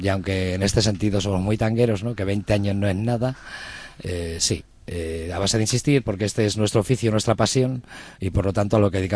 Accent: Bilbao, Basque Country, Spain; en Bilbao tenemos fama de un poco brutitos, pero de palabra.

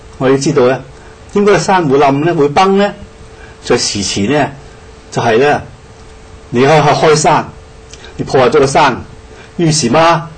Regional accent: China; 所以我哋中國人，我哋唔係話唔要創造

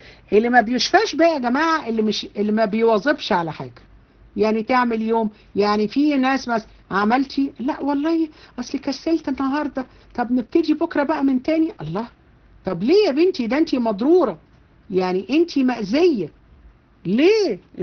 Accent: Egypt; احنا عندنا في مصر في الارياف

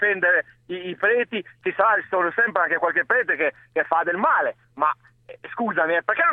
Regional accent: Albania; Italian is a second language; now in Italy; Da albanese sono.

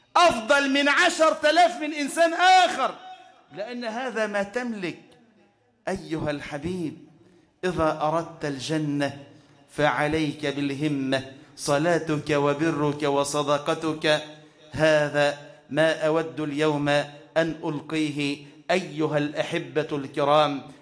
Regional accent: Egypt; اللهم اجعل بلدنا مصر واحة للأمن والأمان والسلامة

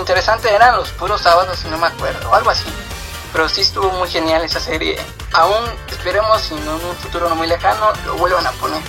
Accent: Valle de Chalco, State of Mexico, Mexico; Un municipio de acá de México, que es Valle de Chalco.

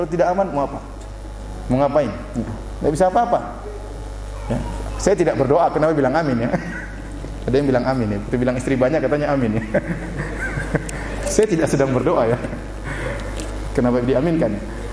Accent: Indonesia; Dari mana? Indonesia.

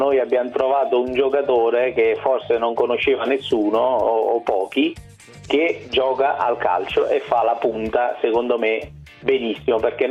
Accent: Naples, Campania, Italy; Io sono napoletano, tifoso della Fiorentina, però chiaramente il mio cuore è anche napoletano

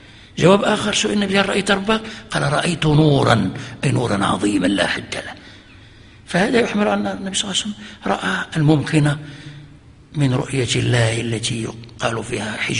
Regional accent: Fez, Fès-Meknès, Morocco; وكان عندنا في فاس

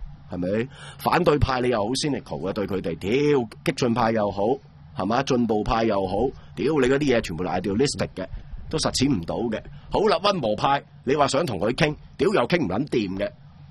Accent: Hong Kong; 我哋香港人，你咪最多睇下半年咩环境咯

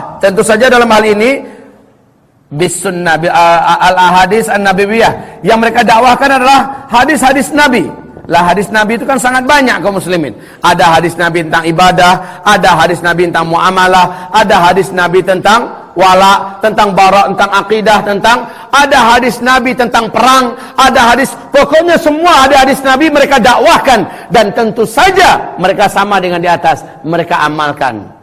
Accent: Padang, West Sumatra, Indonesia; Nah, giliran saya wong Padang. Ya, ketika wong Padang duduk ke sini

